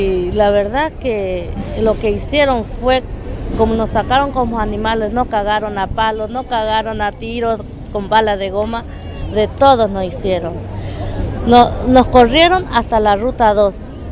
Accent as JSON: {"language": "Spanish", "country": "Paraguay", "lives_now": "Argentina", "said": "Yo como paraguaya y los bolivianos que no necesitan tierra."}